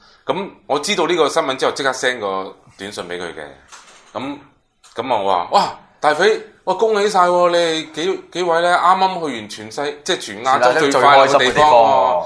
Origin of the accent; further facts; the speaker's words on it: Taiwan; 我哋台湾人要同佢学下嘢喎